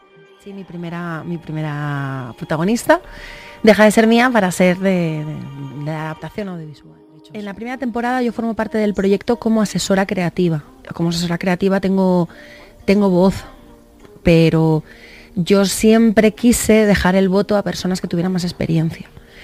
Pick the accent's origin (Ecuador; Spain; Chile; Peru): Spain; Valencia, Valencian Community; now in Madrid, Spain; Yo vengo de Valencia, es una ciudad grande también, pero en Valencia nos movemos de otra manera.